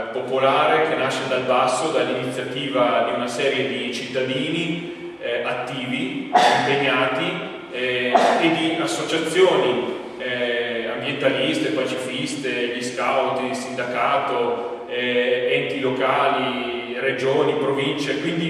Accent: Verona, Veneto, Italy; now in Como, Italy; sono originario di Verona, quindi anche questo è uno dei motivi per cui mi sono perso a Caldorago

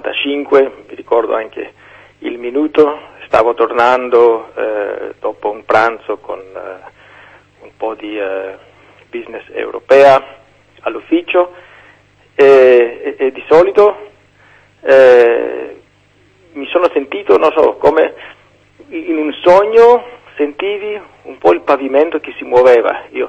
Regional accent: Greece; Italian is a second language; se questo terremoto avrebbe avuto luogo in Grecia, io sono greco, non sono in Italia

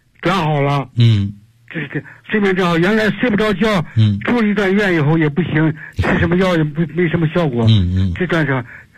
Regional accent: Beijing, China; 我是北京的学员。

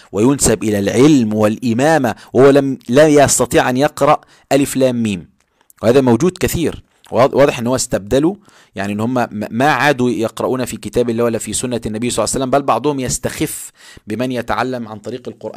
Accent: Egypt; وهذا موجود عندنا في مصر على فكرة

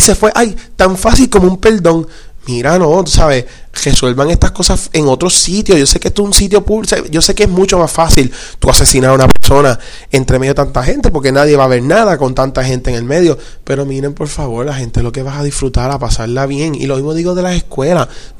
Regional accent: Rincón, Puerto Rico; yo soy de Rincón. Rincón es un pueblo bien pacífico.

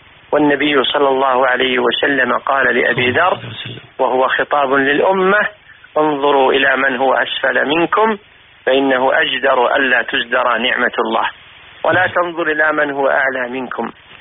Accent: Kuwait; أن الأمور التي صنعها أهل الكويت من المعروف المنتشر في البلدان كان له دور عظيم في إرجاع ديرتنا

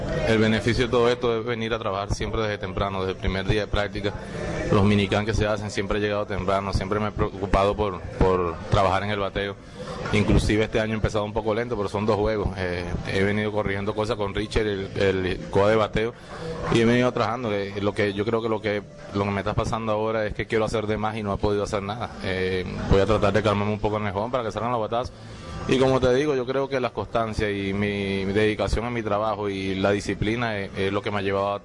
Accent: Valencia, Carabobo, Venezuela; born there; Toda mi familia es de aquí, nací aquí en Valencia

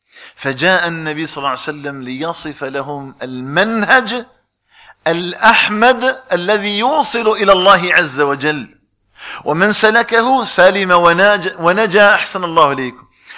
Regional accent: Algeria; نسأل الله تبارك وتعالى أن يجعل بلدنا الجزائر آمنا مطمئنا وسائر بلاد المسلمين.

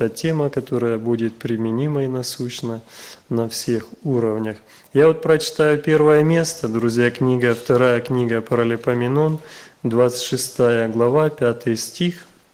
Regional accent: Ukraine; мы с Украины, вот с братом

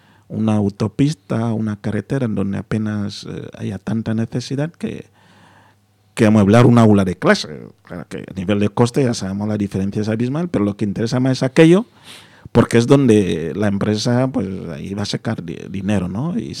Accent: Equatorial Guinea; yo soy bilingüe, ¿no? Yo tengo indistintivamente, en casa hablamos el español y mi lengua, y así nos entendemos.

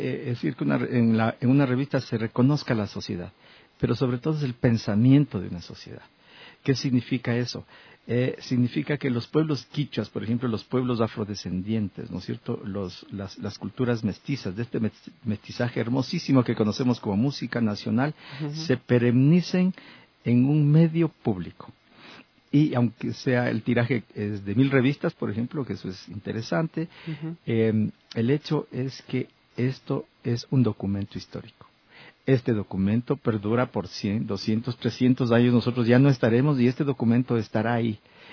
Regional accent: Ecuador; me ha definido a mí como ecuatoriano

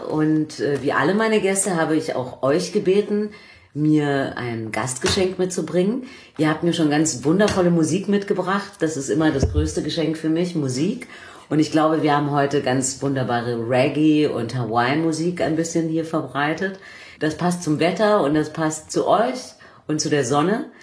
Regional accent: Bavaria, Germany; In Bayern, da wo ich herkomme

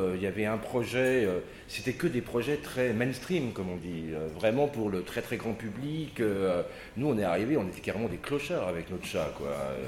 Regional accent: Paris, Île-de-France, France; on est tous de Paris. Donc à Paris, les loyers sont très chers.

